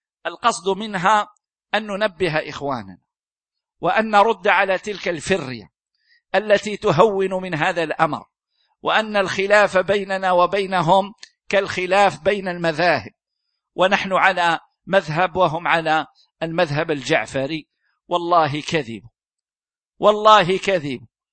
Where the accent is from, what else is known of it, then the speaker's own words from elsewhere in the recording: Algeria; يعني هذا عندنا في الجزائر